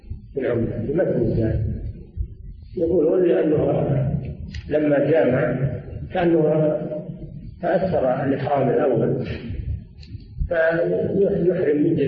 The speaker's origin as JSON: {"language": "Arabic", "town": "Riyadh", "region": "Riyadh Province", "country": "Saudi Arabia", "said": "نزل على بلدنا الرياض ولم ينزل على البلاد الأخرى"}